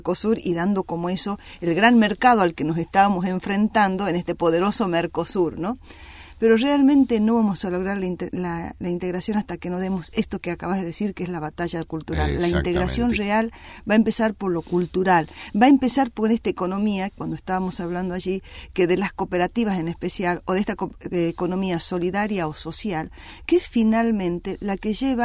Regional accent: Jujuy, Argentina; allá en mi provincia de Jujuy

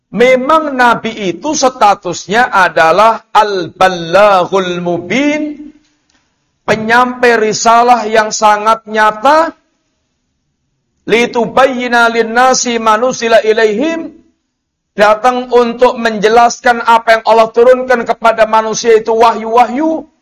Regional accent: Java, Indonesia; Yang mungkin kita orang Jawa bilang itu ketok enak

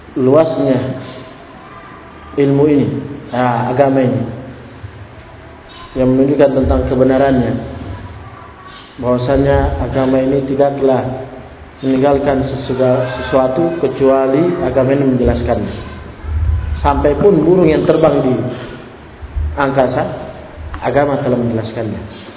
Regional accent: Sulawesi, Indonesia; Itu kan nah, bagi kita orang Sulawesi tidak terbiasa.

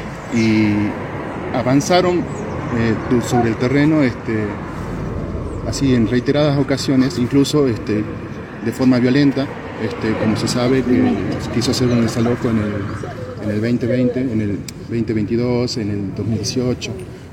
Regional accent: Jujuy, Argentina; soy de la comunidad Turcapacha, mi familia se estableció ahí en lo que se denominaba el margen del río Los Alisos.

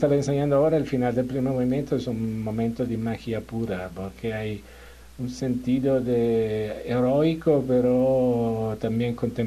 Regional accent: Turin, Piedmont, Italy; Spanish is a second language; also born or lived in Milan; En el norte, Turín, aunque mis padres vienen del sur de Italia, pero yo nací en Torino, viví en Torino, estudié en Turín y Milano.

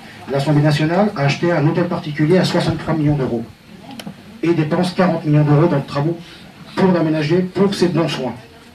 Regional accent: Cigogné, Centre-Val de Loire, France; Moi, je suis de Cigogné, donc je suis du coin, je suis pas de Langers, partout, etc. Je suis du coin.

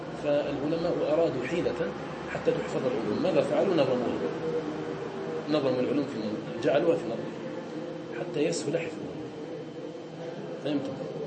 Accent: Algeria; كان الناس عندنا في الجزائر

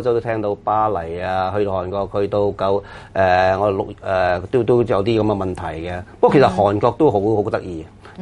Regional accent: China; 我內地人啦，包括埋我啦

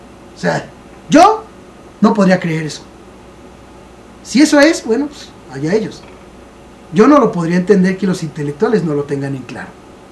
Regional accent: Mexico; Lo único que yo sé y lo que siento como mexicano

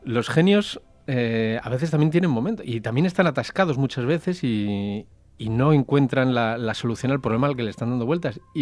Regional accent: Spain; yo sé que soy español

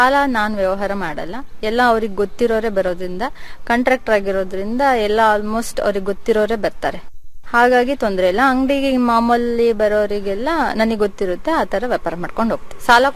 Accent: Aldur, Karnataka, India; now in Shivamogga, India; ಚಿಕ್ಕಮಂಗಳೂರು ಹತ್ರ ಆಲ್ದೂರು.

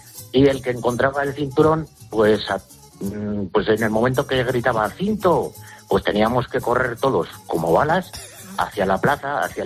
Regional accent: Pedroso, La Rioja, Spain; also born or lived in Logroño; yo soy de Logroño, lo que pasa que de pequeñito me crié en un pueblo, también de aquí de La Rioja, que se llama Pedroso, uh-huh. Un pueblo muy chiquitín, de menos de 100 habitantes.

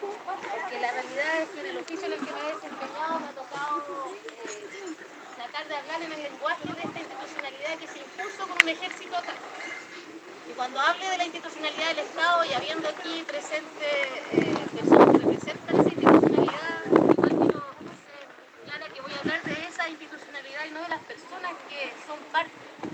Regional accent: Temuco, Araucanía, Chile; born there; nací en Temuco, abogada de oficio.

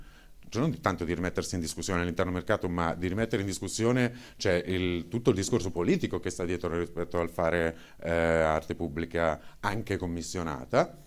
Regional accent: Milan, Lombardy, Italy; cioè, sono di Milano, per cui non ve lo spiego.

